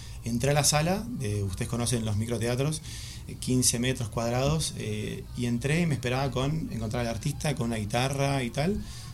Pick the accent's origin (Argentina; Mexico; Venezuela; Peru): Argentina; now in Madrid, Spain; Soy argentino, por si alguno...